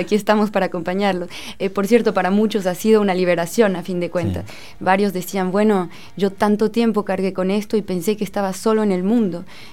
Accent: Mexico; moved away as an adult; now in France; Yo nací en México, viví en México hasta los 23 años. Actualmente vivo en Francia

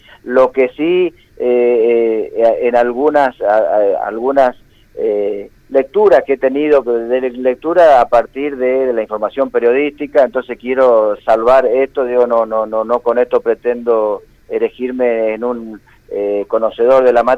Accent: Argentina; Como argentino, ¿no? Te duelen, sí, como argentino, ¿no?

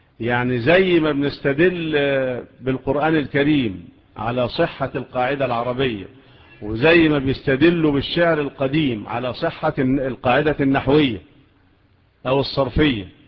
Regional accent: Egypt; والقضاء عندنا في مصر إلى الآن

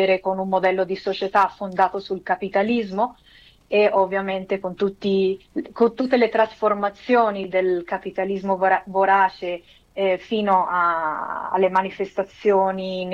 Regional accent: Mexico; io sono messicana, sono figlia di una messicana che è migrata in Italia, a Firenze, e che poi si è sposata con un italiano che è mio padre, e quindi ho la doppia cittadinanza

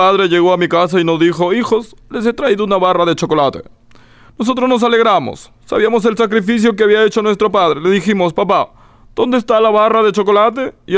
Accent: Peru; yo le decía a los gringos: yo soy peruano

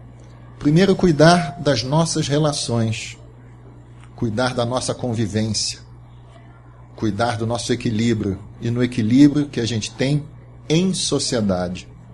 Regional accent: Rio de Janeiro, Brazil; afinal eu sou lá do Rio.

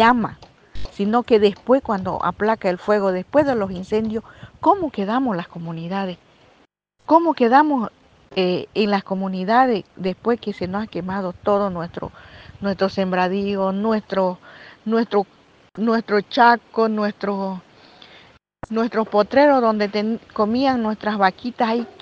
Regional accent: Bolivia; Como bolivianos más que todo, y más que todo como pueblos indígenas, como mujeres indígenas, como mujer indígena chiquitana

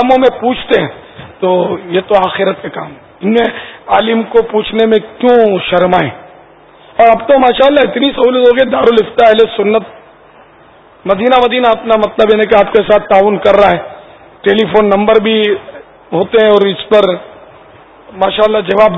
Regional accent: Pakistan; ہم پاکستانی ہیں تو لگائیں گے نظر، پاکستان کی پیدائش ہے میری، تو ہمارا وطن ہے،

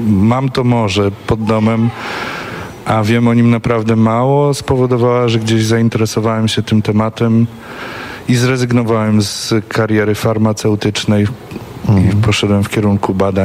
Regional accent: Sopot, Pomeranian Voivodeship, Poland; bo ja jestem Sopocianinem, wychowanym tu całe życie

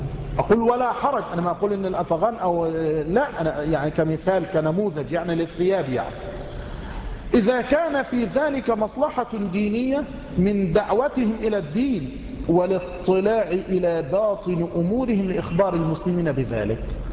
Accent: Egypt; بل عندنا في مصر

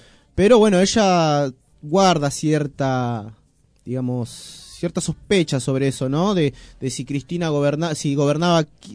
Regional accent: Argentina; yo soy argentino y quiero que le vaya bien al país.

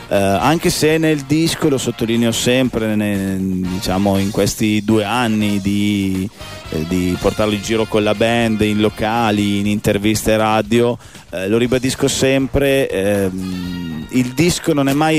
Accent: Piacenza, Emilia-Romagna, Italy; No, veniamo da Piacenza

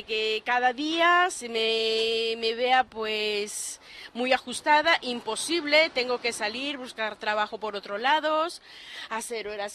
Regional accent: Peru; now in Spain

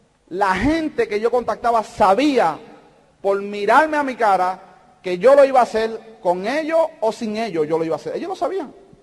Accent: Puerto Rico; yo lo saludé, yo soy de Puerto Rico

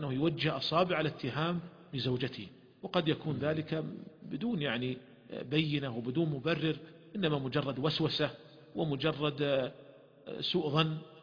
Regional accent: Saudi Arabia; ولهذا عندنا في المملكة العربية السعودية هناك قرار صادر مجلس الوزراء

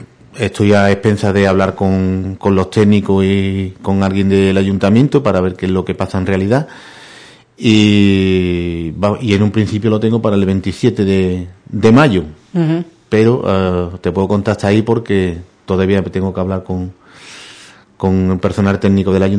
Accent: Benaocaz, Andalusia, Spain; esto es lo que puede ofrecer mi pueblo, esto es lo que puede ofrecer Benaocá.

